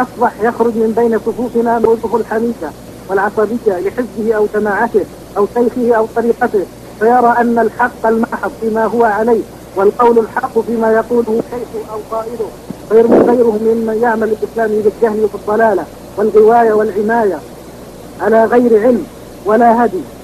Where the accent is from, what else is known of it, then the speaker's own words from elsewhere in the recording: Palestine; نحن شباب من فلسطين.